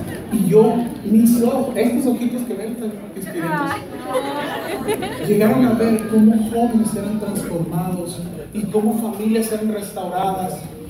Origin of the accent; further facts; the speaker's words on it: Mexico; Soy mexicano.